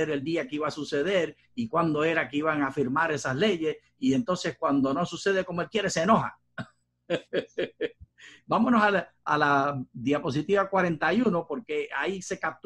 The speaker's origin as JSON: {"language": "Spanish", "country": "Puerto Rico", "tie": "born or raised there", "said": "de mis tiempos de niño en Puerto Rico decíamos así"}